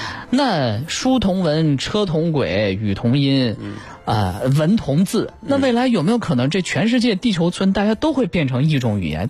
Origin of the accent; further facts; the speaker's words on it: Lanzhou, Gansu, China; moved away; 我是兰州人，我们那儿的这个 方言吧，虽然不是说像是温州话那种听不懂的很难学的方言，但是我自从离开家十几二十年，我现在讲两句我自己都觉得别扭。